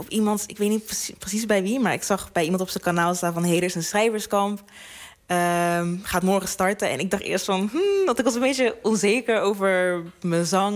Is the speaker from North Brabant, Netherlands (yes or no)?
yes; Breda, North Brabant, Netherlands; moved away as an adult; now in Schiedam, Netherlands; Want ik kom eigenlijk uit Breda.